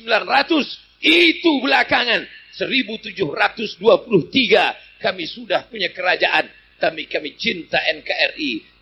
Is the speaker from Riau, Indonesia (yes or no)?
yes; Riau, Indonesia; tapi di Riau kampung halaman kami masih ada.